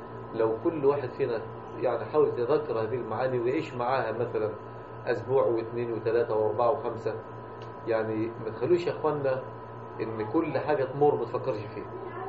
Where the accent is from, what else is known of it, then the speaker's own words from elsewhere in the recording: Mansoura, Dakahlia, Egypt; يعني إحنا عندنا في المنصورة كثير جدا من أهل المنصورة ما يعرفوش الشغل بتاعنا في المنصورة